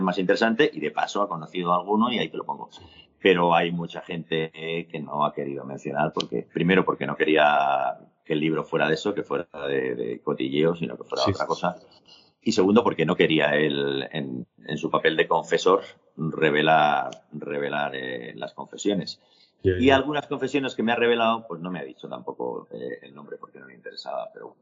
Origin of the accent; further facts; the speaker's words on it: Madrid, Community of Madrid, Spain; me gustan todas las ferias del mundo, pero como yo soy de Madrid, pues en la que firmas es la de Madrid normalmente.